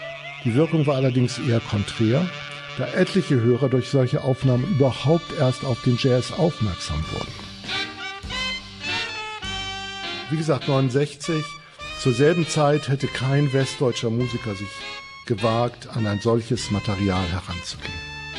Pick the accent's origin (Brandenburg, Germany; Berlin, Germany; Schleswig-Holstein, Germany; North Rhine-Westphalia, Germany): Schleswig-Holstein, Germany; Kiel; Ich komme, wie gesagt, aus Kiel, bin aufgewachsen